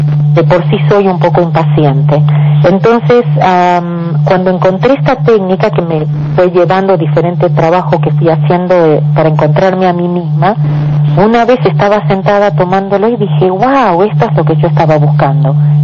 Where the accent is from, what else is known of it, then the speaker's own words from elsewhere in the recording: Argentina; no sé si sabes que soy contadora de profesión y bien intelectual como buena argentina